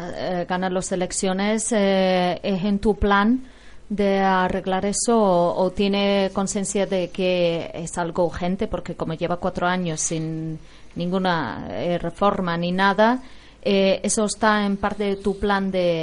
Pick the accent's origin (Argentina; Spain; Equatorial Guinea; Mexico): Spain; Tinajo, Canary Islands; yo soy de Tinajo y yo estoy